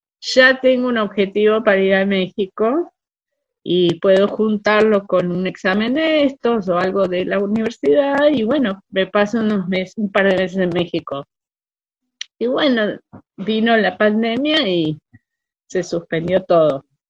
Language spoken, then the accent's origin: Spanish; Argentina; yo ya sí sentí que soy argentina, que puedo arriesgarme por el país, que lo sentí, soy de este país.